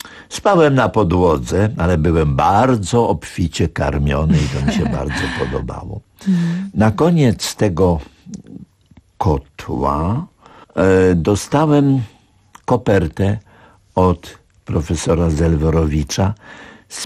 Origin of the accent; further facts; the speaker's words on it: Warsaw, Masovian Voivodeship, Poland; also born or lived in Łódź; jako warszawiak od urodzenia do roku obecnego miałem przerwę, bo wywędrowałem za poleceniem wielkiego nauczyciela, pedagoga Aleksandra Zelworowicza do Łodzi.